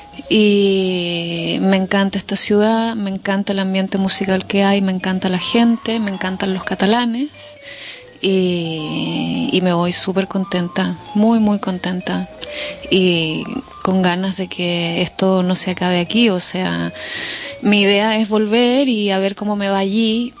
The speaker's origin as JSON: {"language": "Spanish", "town": "Chiloé", "region": "Los Lagos", "country": "Chile", "said": "yo soy del sur, soy de Chiloé"}